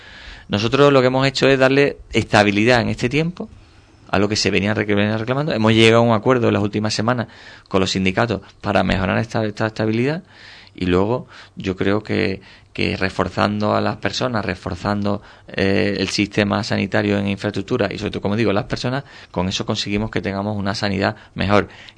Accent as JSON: {"language": "Spanish", "town": "Cádiz", "region": "Andalusia", "country": "Spain", "said": "como el que yo vengo de Cádiz, de la ciudad de Cádiz, que su propio entorno físico pues te genera muchas dificultades"}